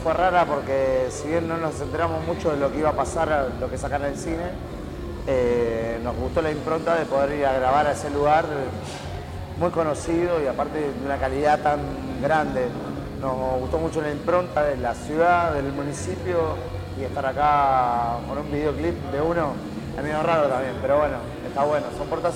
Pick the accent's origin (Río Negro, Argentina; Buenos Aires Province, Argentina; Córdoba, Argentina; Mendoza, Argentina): Buenos Aires Province, Argentina; Cañuelas; somos de Cañuelas. En realidad la banda hace 9 años que está